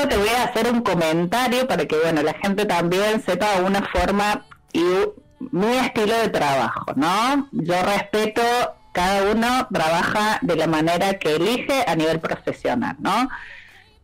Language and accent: Spanish; Córdoba, Argentina; De Córdoba capital.